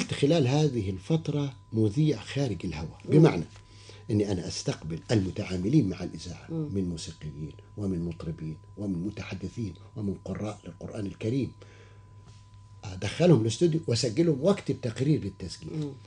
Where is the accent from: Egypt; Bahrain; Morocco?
Egypt; Upper Egypt; also born or lived in Alexandria; قلت والله انا اصلي انا راجل من الصعيد وعشت طول عمري وحتى وانا طالب في اسكندريه بتكلم اللهجه بتاعتي وما حاولتش اني انا اغيرها